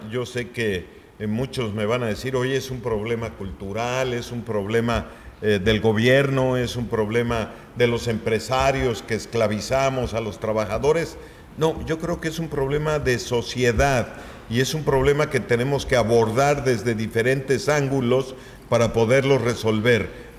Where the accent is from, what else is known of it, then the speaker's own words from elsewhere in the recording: Mexico; ni porque somos mexicanos